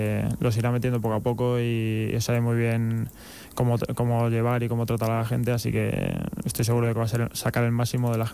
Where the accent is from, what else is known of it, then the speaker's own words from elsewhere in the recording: A Coruña, Galicia, Spain; porque soy de La Coruña y allí estarán mi familia y todos mis amigos